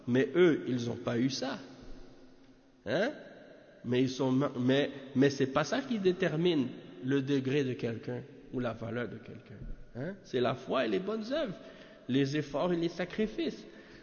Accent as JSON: {"language": "French", "country": "Canada", "said": "Et si je leur dis « Je viens du Canada »"}